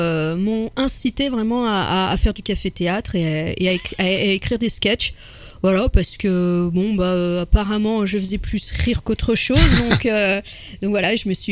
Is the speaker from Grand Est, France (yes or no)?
no; Lyon, Auvergne-Rhône-Alpes, France; Bien sûr, je suis lyonnaise.